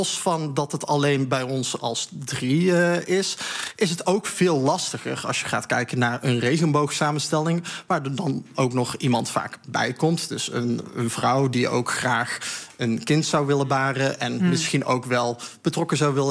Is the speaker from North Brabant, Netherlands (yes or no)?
yes; North Brabant, Netherlands; Ja, ik ben geboren en getogen Brabander. Dus je moet ook wel even aangeven waar je vandaan komt.